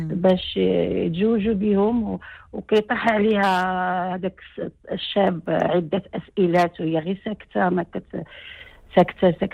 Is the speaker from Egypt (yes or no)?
no; Fez, Fès-Meknès, Morocco; انا من فاس